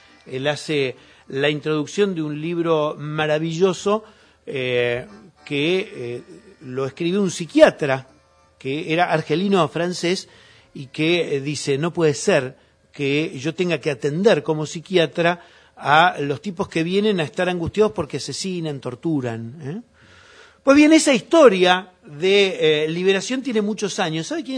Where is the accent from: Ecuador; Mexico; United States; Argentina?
Argentina; yo creo que yo, como argentino, más allá del voto, me sentí identificado